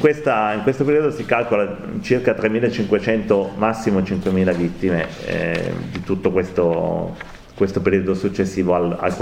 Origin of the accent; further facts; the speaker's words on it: Piedmont, Italy; io vengo dal Piemonte